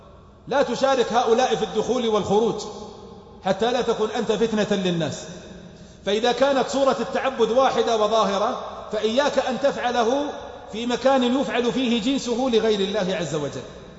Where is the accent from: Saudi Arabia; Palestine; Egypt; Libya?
Saudi Arabia; south; accent: southern; هذه لهجتنا اهل الجنوب